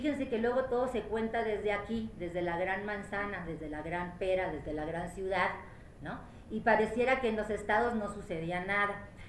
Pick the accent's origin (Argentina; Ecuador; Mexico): Mexico; Sonora; now in Mexico City, Mexico; yo ahora tengo ya buen rato aquí, yo soy una, dirían en mi tierra, sonohuacha, porque soy sonorense y también soy huacha, como les dicen allá a los del DF.